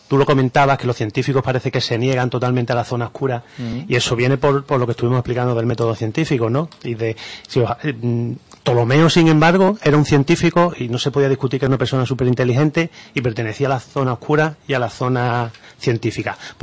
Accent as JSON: {"language": "Spanish", "region": "Andalusia", "country": "Spain", "said": "y nosotros somos andaluces, y nos gusta esto"}